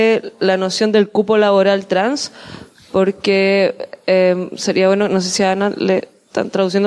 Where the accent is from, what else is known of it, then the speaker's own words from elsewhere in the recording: Chile; Vengo de Chile, la situación del activismo al trabajo sexual en Latinoamérica obviamente es otra